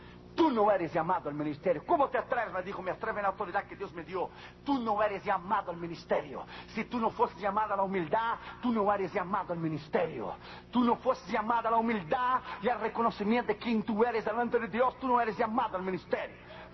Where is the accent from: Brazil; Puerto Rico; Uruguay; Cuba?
Brazil; now in United States; Yo me hice ciudadano de los Estados Unidos de América, pero me hice por conveniencia. Un papel a mí no se naturaliza el corazón. Yo soy brasileño